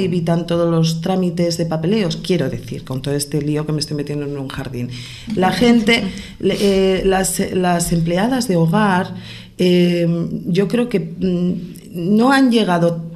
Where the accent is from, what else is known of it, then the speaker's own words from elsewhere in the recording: Pamplona, Navarre, Spain; soy de Pamplona, he conocido gente con 6 trabajos diferentes.